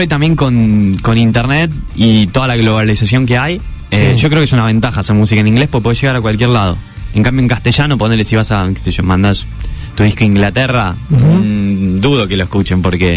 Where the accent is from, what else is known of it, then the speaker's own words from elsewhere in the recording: Argentina; mirá, somos de Argentina.